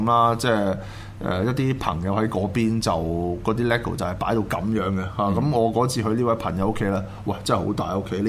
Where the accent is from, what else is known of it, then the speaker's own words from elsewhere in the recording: Hong Kong; 即係我哋香港人見到係咯。